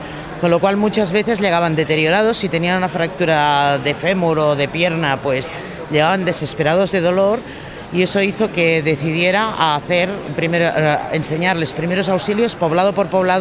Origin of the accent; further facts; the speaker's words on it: Catalonia, Spain; Yo soy catalana, los catalanes siempre pensamos en vender.